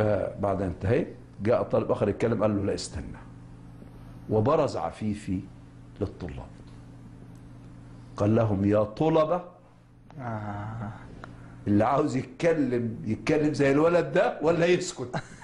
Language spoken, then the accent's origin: Arabic; Egypt; born or raised there